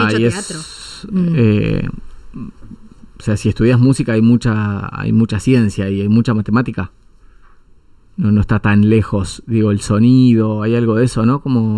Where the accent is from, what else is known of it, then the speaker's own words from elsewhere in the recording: Anguil, La Pampa, Argentina; also born or lived in Victorica / Buenos Aires; Después viví toda mi infancia, fue en Anguil, la familia de mi mamá, o sea, mi mamá es de Anguil. Hice todo mi colegio primario y secundario en Anguil. Después también viví un poco en Victorica, bueno, y Buenos Aires, muchos años en Buenos Aires.